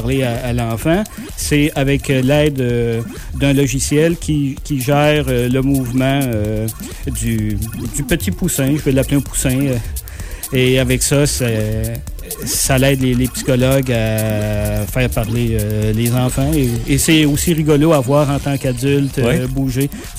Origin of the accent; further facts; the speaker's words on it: Quebec, Canada; c'est pas écrit sur mon visage que je suis Québécois, que je suis Canadien.